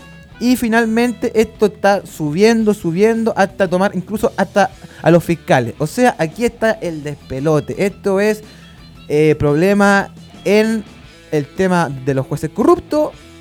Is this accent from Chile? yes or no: yes; Rancagua, O'Higgins, Chile; en la pobre gente rancagüina de mi pueblo, ¿cierto? De mi pobre pueblo que sufre, ¿cierto?